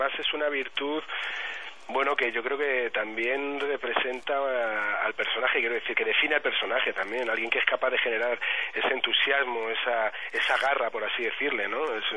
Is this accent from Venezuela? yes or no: no; Madrid, Community of Madrid, Spain; yo vivo en Madrid. Yo he nacido en Madrid, yo soy madrileño, muy madrileño.